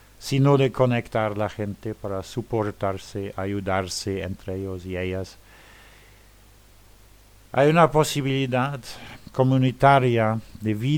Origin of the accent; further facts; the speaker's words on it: Luxembourg; yo soy de Luxemburgo.